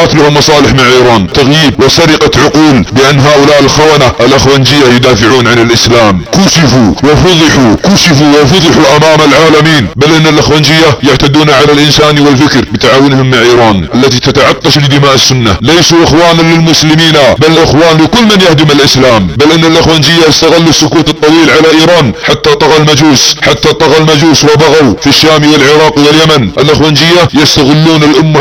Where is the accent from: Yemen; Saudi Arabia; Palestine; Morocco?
Saudi Arabia; تنتظر اي فاجعة اليمة على بلادنا السعودية